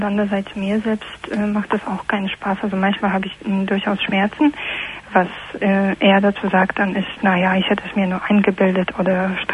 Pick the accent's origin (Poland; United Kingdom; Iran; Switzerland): Poland; German is a second language; Aus Polen.